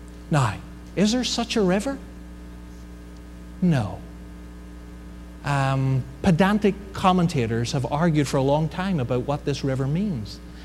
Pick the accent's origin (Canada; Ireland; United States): Ireland; You know, I'm Irish, what can I say?